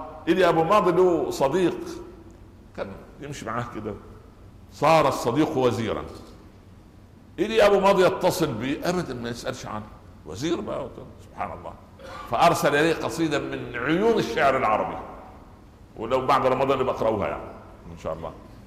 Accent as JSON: {"language": "Arabic", "country": "Egypt", "said": "لا يعني كان يقولوا مثلا عندنا في مصر"}